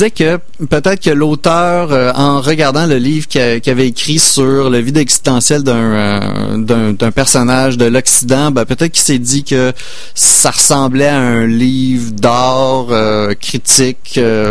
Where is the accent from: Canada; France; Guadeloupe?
Canada; Quebec; En tant que Québécois, on vit quand même dans une Amérique là